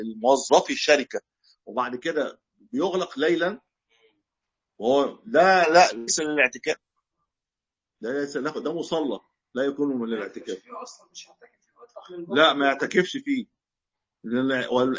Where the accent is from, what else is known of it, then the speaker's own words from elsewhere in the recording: Egypt; بس احنا عندنا في مصر الكلام ده مش